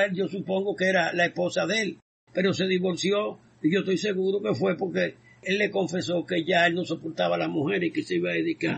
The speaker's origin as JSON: {"language": "Spanish", "country": "Mexico", "tie": "born there", "said": "Yo nací en México. Pero mi padre era militante del Partido Comunista en Polonia. Era judío. Mi madre también era militante del Partido Comunista."}